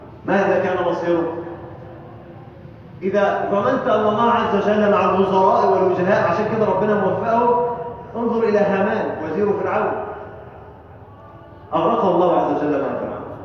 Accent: Egypt; اللهم اجعل بلدنا مصر امنا امانا سلما سلاما

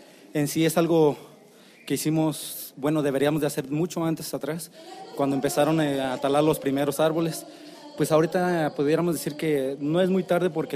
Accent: Cherán, Michoacán, Mexico; soy soy de Cherán, Cherán Napo.

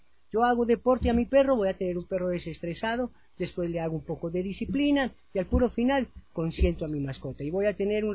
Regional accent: Colombia; yo soy colombiano, ella es ecuatoriana

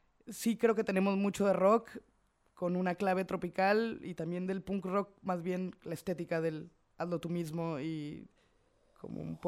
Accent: Veracruz, Mexico; now in Argentina; Yo soy de Veracruz, que es la costa del Atlántico.

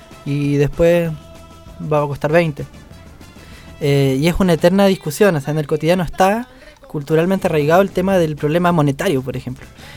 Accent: Chile; born there; es ajeno para nosotros que nacimos en Chile, ¿sabes? Es raro hablar de la inflación en Chile.

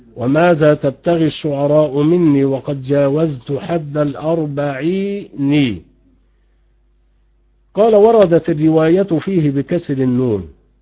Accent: Egypt; اليمامة حمام بري يسمى عندنا في مصر يمامة

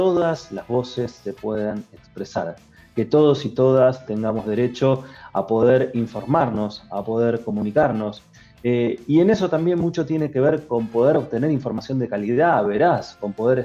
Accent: Bahía Blanca, Buenos Aires Province, Argentina; como yo soy de Bahía Blanca, había solamente dos señales

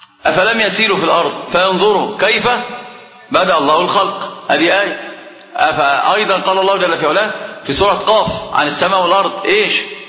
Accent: Egypt; حتى عندنا في مصر كلام عجيب جدا من أمثلة العامة

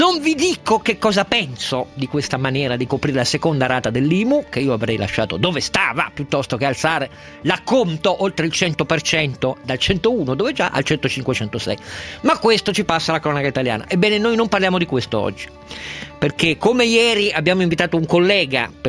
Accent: Turin, Piedmont, Italy; ieri mi ha molto colpito da torinese, perché io sono torinese

